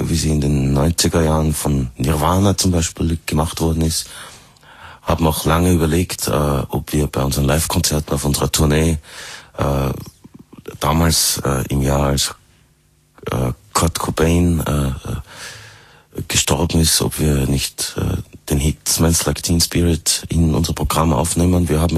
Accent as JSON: {"language": "German", "region": "Tyrol", "country": "Austria", "tie": "born or raised there", "said": "Also ich weiß nicht, ich kann nur sagen, wie das bei uns in Tirol war. Ich war noch sehr klein, was ich von meinen Eltern mitbekommen habe."}